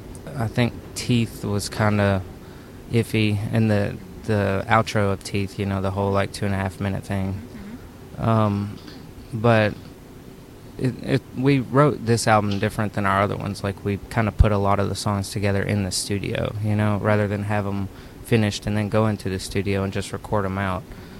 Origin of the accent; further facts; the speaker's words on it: Kentucky, United States; Yeah, we moved from Kentucky over to Leighton, London, which is East London, like around where they were doing the Olympics, and we lived there for almost 2.5 years.